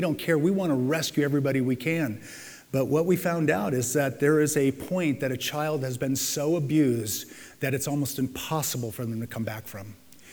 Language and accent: English; San Diego, California, United States; I'm going to tell you my favorite because I grew up in San Diego.